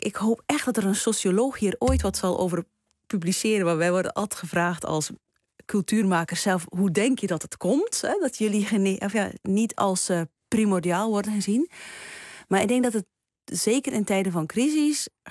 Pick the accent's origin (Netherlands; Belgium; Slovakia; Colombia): Belgium; ik heb op mijn thuisland België... heel vaak denk ik van... gelukkig woon ik daar niet.